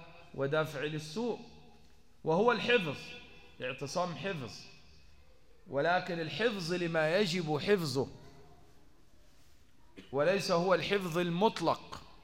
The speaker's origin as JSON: {"language": "Arabic", "region": "Upper Egypt", "country": "Egypt", "said": "أنا صعيدي من سنة 92"}